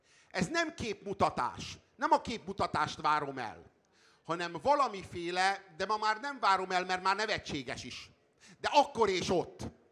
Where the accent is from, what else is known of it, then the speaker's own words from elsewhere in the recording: Hungary; Ott leszünk, nézni fogjuk a tűzijátékot, és büszkék leszünk, hogy magyarok vagyunk.